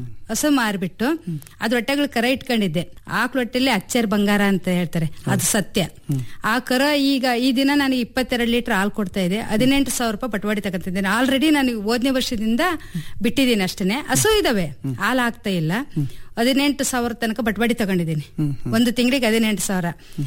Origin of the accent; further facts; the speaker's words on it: Bhimanere, Karnataka, India; ನಂದು ದಾವಣಗೆರೆ ಜಿಲ್ಲೆ ಹಿರೇಕೋಗ್ಲೂರ್ ಹತ್ರ ಒಂದು ಭೀಮನೆರೆ ಅಂತ ಹೇಳಿ ಒಂದು ಗ್ರಾಮ. ಹಳ್ಳಿಯಲ್ಲಿ ಹುಟ್ಟಿದ್ದು, ಹಳ್ಳಿಯಲ್ಲೇ ಬೆಳೆದಿದ್ದು.